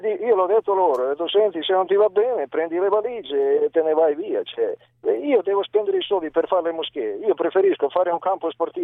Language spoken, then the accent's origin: Italian; Serbia; now in Italy; io sono serbo di origine.